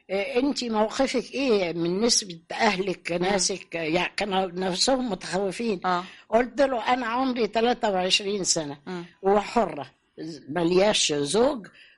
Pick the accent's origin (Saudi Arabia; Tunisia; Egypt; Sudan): Sudan; اللي انا تربيت عندهم في السودان